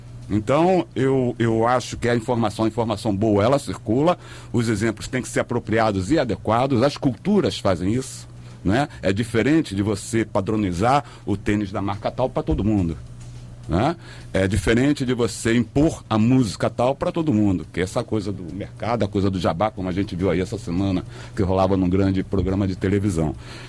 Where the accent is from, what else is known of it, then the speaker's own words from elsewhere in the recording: Rio de Janeiro, Brazil; now in Nova Iguaçu, Brazil; Eu morava em Bangu, e Bangu, quando a minha infância, a minha adolescência passei em Bangu, era mais tranquilo